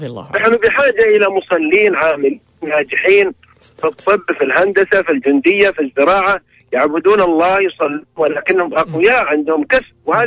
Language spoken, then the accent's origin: Arabic; Syria; now in Riyadh, Saudi Arabia; أنا سوري مقيم في الرياض يعني